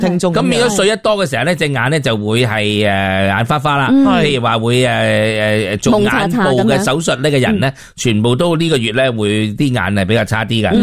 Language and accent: Cantonese; Hong Kong; 系代表我哋香港人好容易都会俾水虾噶噃